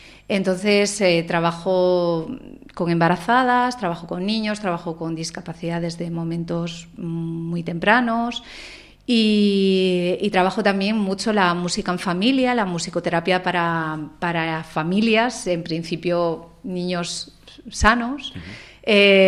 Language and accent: Spanish; Gijón, Asturias, Spain; yo, por la vida, pues yo me volví a Gijón, que es de donde yo soy